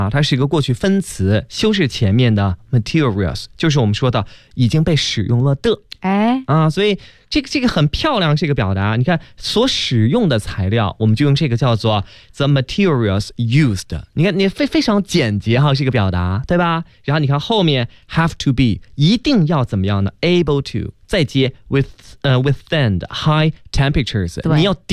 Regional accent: Beijing, China; 这刚才给大家说那是我们北京话啊

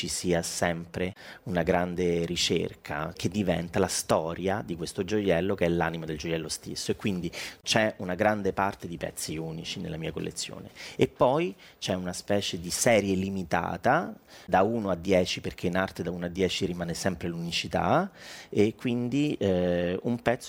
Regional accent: Rome, Lazio, Italy; io sono romano

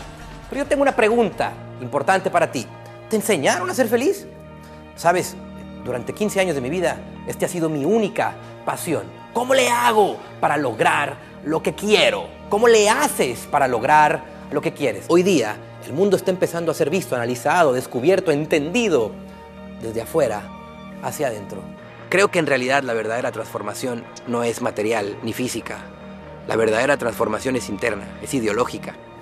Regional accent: Mexico; soy mexicano y mi país está en mi sangre.

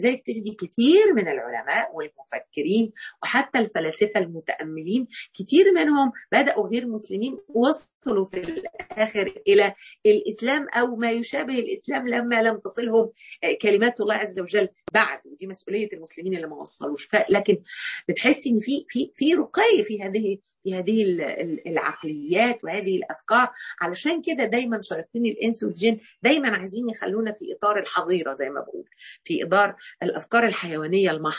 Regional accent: Mansoura, Dakahlia, Egypt; يعني احنا عندنا هنا في المنصوره النيل يعني، لكن الحقيقه انا كان ليا تعلق في طفولتي باسكندريه

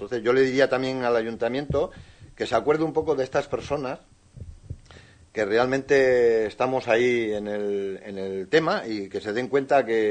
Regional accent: Cantabria, Spain; si nosotros procuraremos de ayudarnos como vecinos, uh-huh, y como cántabros que somos.

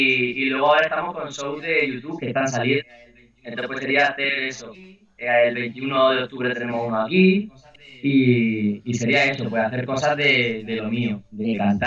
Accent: Murcia, Region of Murcia, Spain; now in Madrid, Spain; De Murcia, aunque vivo, llevo ya casi siete años en Madrid.

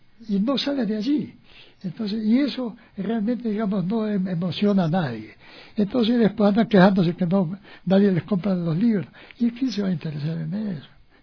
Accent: Quito, Pichincha, Ecuador; also born or lived in Guayaquil; porque yo, si bien yo nací en Guayaquil, ¿no?, pero en cambio yo viví en Quito desde los 5 años.

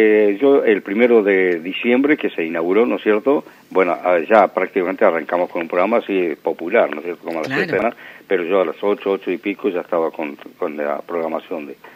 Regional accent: Argentina; y yo soy argentino

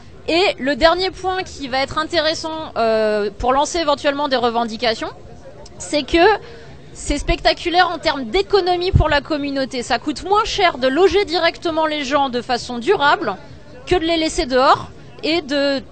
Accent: Nantes, Pays de la Loire, France; Nous, on est de Nantes.

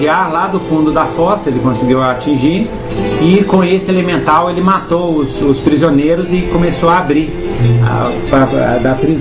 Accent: Minas Gerais, Brazil; Mas é verdade, eu sou mineiro e é assim mesmo.

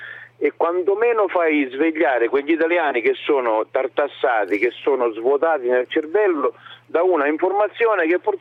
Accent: Syracuse, Sicily, Italy; now in Palermo, Italy; Allora, intanto io vengo da Siracusa e sono qui a Palermo.

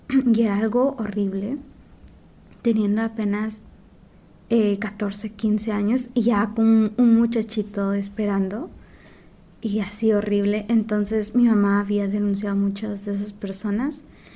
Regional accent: Xalapán, Jalapa, Guatemala; Mi comunidad está en la frontera con México. Soy de Xalapán, se ubica por Jalapa, es el municipio que digamos, es como el centro.

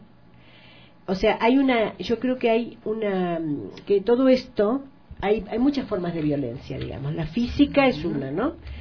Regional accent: Argentina; pertenezco a una generación violentada, ¿no es cierto? Hemos sido torturados, en mi país ha habido campos de concentración

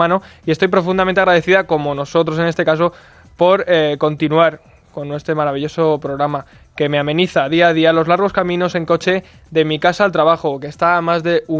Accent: Utrera, Andalusia, Spain; en forma de vianda típica de mi pueblo, el famoso mostachón de Utrera.

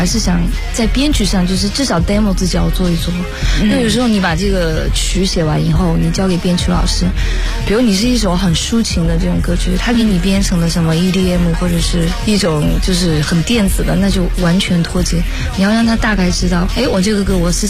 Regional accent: Chengdu, Sichuan, China; also born or lived in Kangding; 其实我是康定生的，在成都长大，但是我的爸爸妈妈爷爷奶奶都是那里的。

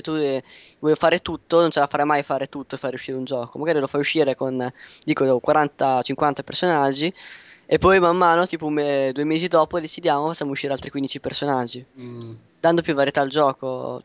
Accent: Emilia-Romagna, Italy; ho detto Puglia perché sono romagnolo, quindi distanza

